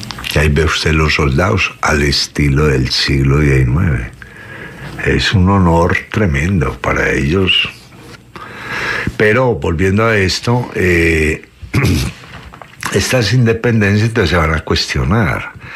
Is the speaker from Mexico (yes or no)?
no; Colombia; no nos hemos entendido como colombianos en un país que es un parte de la corteza terrestre